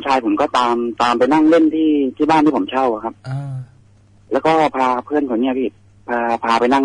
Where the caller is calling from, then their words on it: Ranong, Thailand; เขาจากระนองครับ